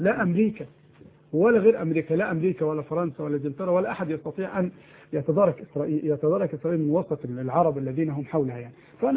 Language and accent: Arabic; Egypt; عندنا في مصر بفضل الله رادارات تصور الطائرة